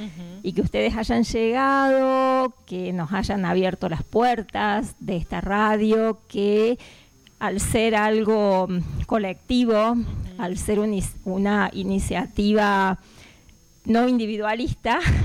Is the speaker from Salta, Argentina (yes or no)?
no; Río Cuarto, Córdoba, Argentina; now in Cortaderas, Argentina; hace muy poquito tiempo que estamos aquí en Cortaderas y venimos de la ciudad de Río Cuarto